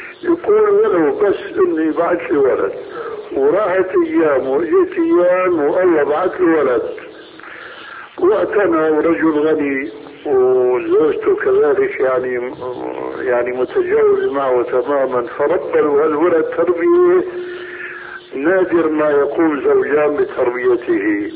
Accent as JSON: {"language": "Arabic", "country": "Syria", "said": "هي كما يقولون عندنا في سوريا"}